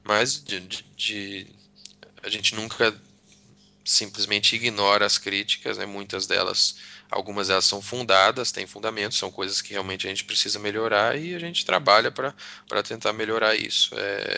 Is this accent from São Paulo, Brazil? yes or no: yes; São José dos Campos, São Paulo, Brazil; also born or lived in Rio de Janeiro / Santa Branca / São Carlos; eu nasci no Rio de Janeiro, saí do Rio com 7 anos. E fui para São José dos Campos, e depois fiquei um tempo em São José dos Campos, depois Santa Branca, depois São Carlos.